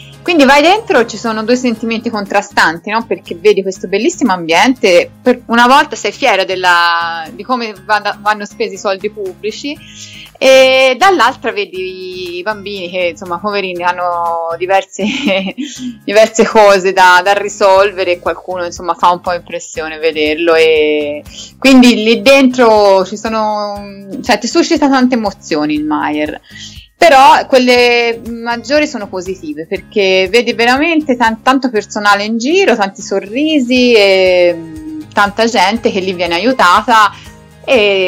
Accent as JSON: {"language": "Italian", "town": "Florence", "region": "Tuscany", "country": "Italy", "said": "veramente una cosa di cui vado fiera da fiorentina"}